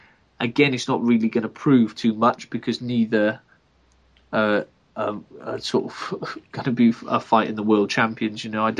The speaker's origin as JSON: {"language": "English", "region": "Wales", "country": "United Kingdom", "said": "as a fan, as a Welshman, I was very nervous for Enzo going in to fight Bramer."}